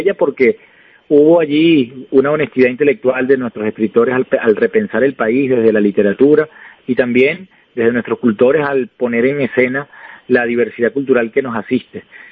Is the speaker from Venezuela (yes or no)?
yes; Venezuela; construir a partir de nuestra historia como venezolanos un posible para la venezolanidad